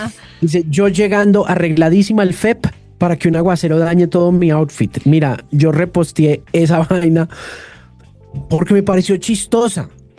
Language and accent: Spanish; Colombia; los colombianos somos muy regalados para ese tema de los medios.